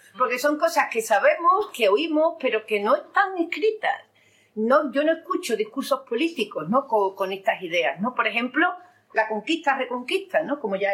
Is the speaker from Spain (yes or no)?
yes; Andalusia, Spain; en nuestras bibliotecas como andaluces